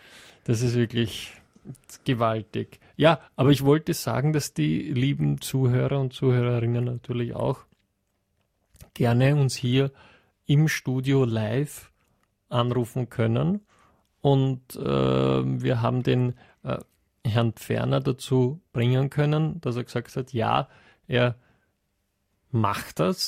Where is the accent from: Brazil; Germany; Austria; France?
Austria; western Austria; Naja, ich komme aus dem Westen Österreichs. Also zumindest jetzt einmal stark westlich von Wien.